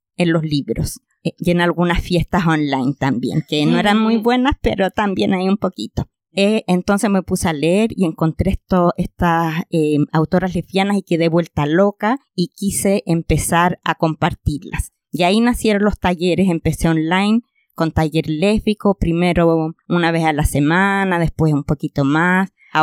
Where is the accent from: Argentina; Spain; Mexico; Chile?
Chile; Concepción, Biobío; Yo iba caminando por Concepción, yo soy de Conce